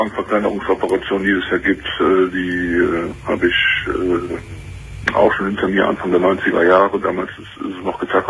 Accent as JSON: {"language": "German", "town": "Cologne", "region": "North Rhine-Westphalia", "country": "Germany", "said": "aber ich komme aus Köln"}